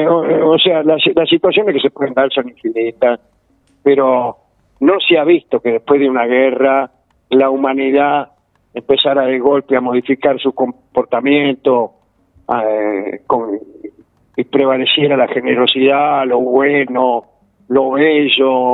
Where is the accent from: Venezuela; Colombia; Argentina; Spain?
Argentina; tratar de diferenciarnos como argentinos